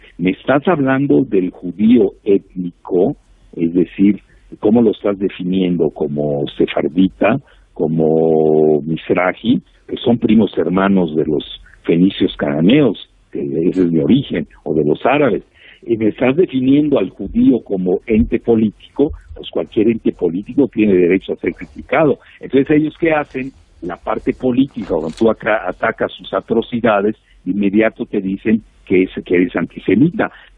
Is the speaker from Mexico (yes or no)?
yes; Mexico; tenemos 55 millones de mexicanos que viven en Estados Unidos, sumados a los 124 millones que tenemos en México